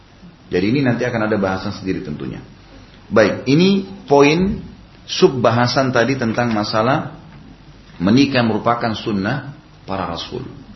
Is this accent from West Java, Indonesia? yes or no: no; Makassar, South Sulawesi, Indonesia; Di Makassar, karena saya dari Makassar, ada kebiasaan orang Makassar